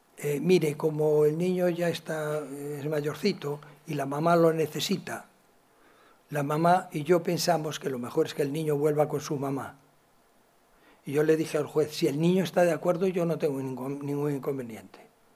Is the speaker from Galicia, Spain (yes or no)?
yes; Galicia, Spain; como soy gallego y sé contestar con preguntas